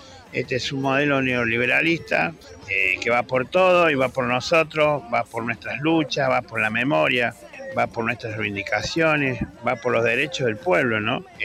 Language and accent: Spanish; Córdoba, Argentina; el cordobés del Centro Cultural El Conventillo.